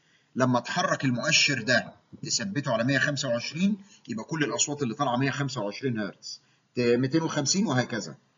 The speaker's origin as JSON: {"language": "Arabic", "country": "Egypt", "said": "هو الاجهزه اللي عندنا في مصر مش شرط 8 فريكوانسيز"}